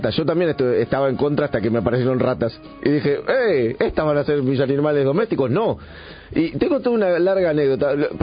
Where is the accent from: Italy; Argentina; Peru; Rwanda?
Italy; yo, pero... como italiano, tuve que votar. No sé si voté.